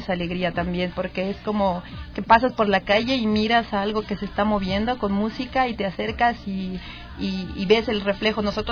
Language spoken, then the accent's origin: Spanish; Bolivia; soy de Bolivia